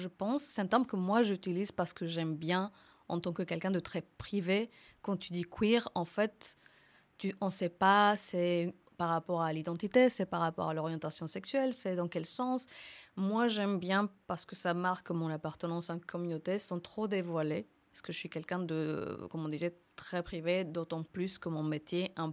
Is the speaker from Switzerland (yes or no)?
no; Mexico; French is a second language; now in France; Par exemple, moi, je viens du Mexique, qui est officiellement l'Amérique du Nord.